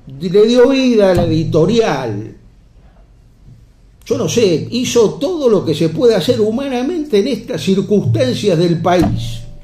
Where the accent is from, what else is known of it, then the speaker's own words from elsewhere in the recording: Argentina; Y como los argentinos no entendemos mucho de esto